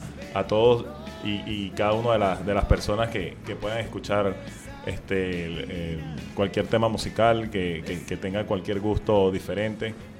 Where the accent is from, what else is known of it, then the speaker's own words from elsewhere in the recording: Venezuela; now in Argentina; soy venezolano. Tengo 7 meses por aquí, por las tierras argentinas